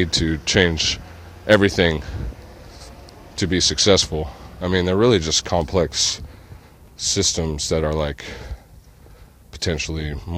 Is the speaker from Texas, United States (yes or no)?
no; California, United States; I'm a Californian, true and true. I'm just a hometown fool.